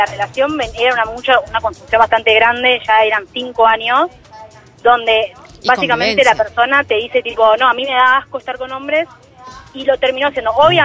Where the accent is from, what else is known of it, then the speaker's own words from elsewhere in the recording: Chubut, Argentina; now in Buenos Aires, Argentina; Yo soy una chica que está viviendo en Capital, pero soy del sur, de Chubut.